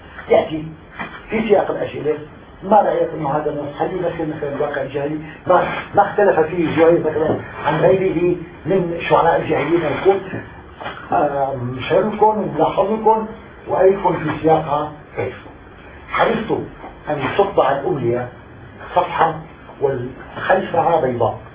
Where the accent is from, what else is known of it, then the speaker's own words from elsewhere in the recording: Syria; أنا أستطيع كسوري عربي سوري أستطيع أن أقرأ خط المكتوب